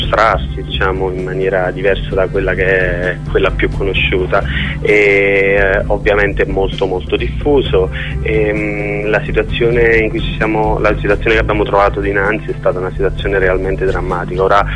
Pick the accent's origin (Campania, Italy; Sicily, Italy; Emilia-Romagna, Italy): Campania, Italy; Naples; now in Barcelona, Spain; Di tanto in tanto tornavo a Napoli, ovviamente per visitare casa, per tornare nel mio paese, e vedevo dal mio balcone